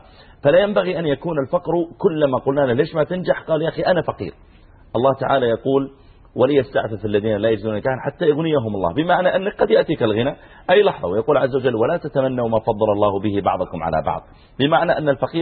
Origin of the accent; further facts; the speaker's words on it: Saudi Arabia; وهو ايضا احنا نحمد الله تعالى عندنا في السعوديه تعليم بالمجان